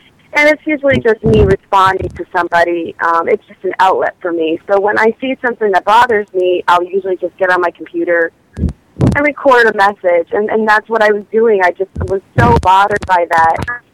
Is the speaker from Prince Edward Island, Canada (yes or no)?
yes; Prince Edward Island, Canada; And my father was American. But I was born and raised in Prince Edward Island, although I have the opportunity to travel back and forth between the two countries often.